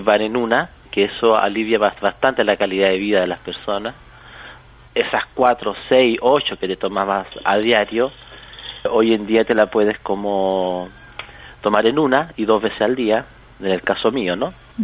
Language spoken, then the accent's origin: Spanish; Chile; now in Netherlands; yo soy de Chile concretamente, estoy viviendo acá un poquito más de 6 años